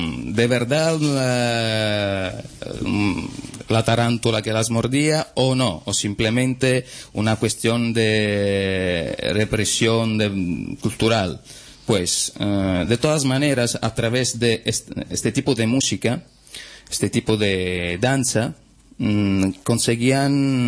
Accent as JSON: {"language": "Spanish", "region": "Calabria", "country": "Italy", "said": "Soy de Calabria, soy de las montañas del Pollino."}